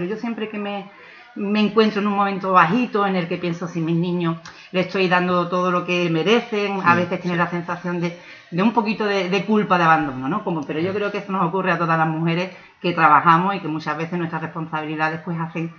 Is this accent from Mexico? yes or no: no; Ubrique, Andalusia, Spain; al final pues decidí dar el paso hacia adelante y me vine para Ubrique, claro, para trabajar con mi pueblo.